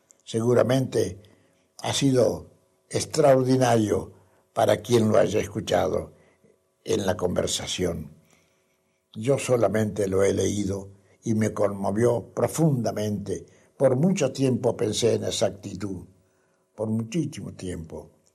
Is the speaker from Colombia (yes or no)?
no; Argentina; en mi país, acá en la Argentina y aquí en Córdoba